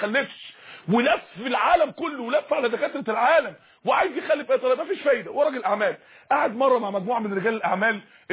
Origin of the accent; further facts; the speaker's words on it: Mansoura, Dakahlia, Egypt; عندنا اخت في المنصورة، عندنا في المنصورة